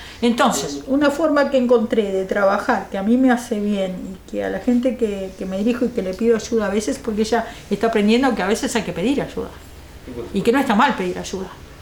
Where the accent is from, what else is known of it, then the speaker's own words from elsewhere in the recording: Canelones, Uruguay; porque soy de Canelones, entonces me corresponde allá.